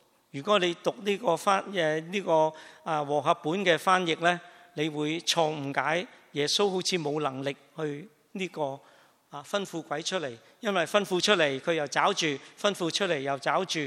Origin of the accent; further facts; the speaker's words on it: China; 我哋中国人讲句最俗嘅说话，叫读屎片